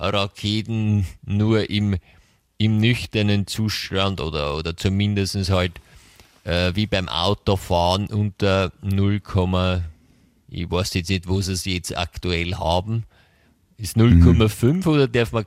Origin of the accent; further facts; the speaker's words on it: Munich, Bavaria, Germany; Ich komme aus München.